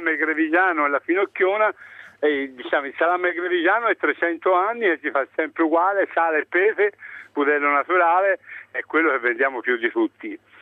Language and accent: Italian; Greve in Chianti, Tuscany, Italy; Io sono di Greve